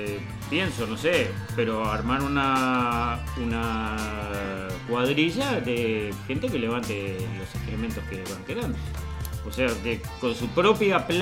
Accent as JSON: {"language": "Spanish", "country": "Uruguay", "said": "somos todos los uruguayos descendientes de charrúa."}